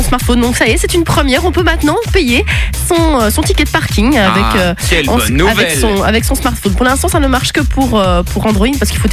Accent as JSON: {"language": "French", "country": "Belgium", "said": "C'est une première européenne et ça se passe chez nous en Belgique."}